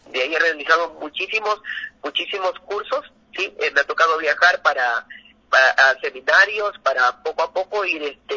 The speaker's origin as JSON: {"language": "Spanish", "country": "Ecuador", "said": "que es muy representativo aquí en el país, como ecuatoriano."}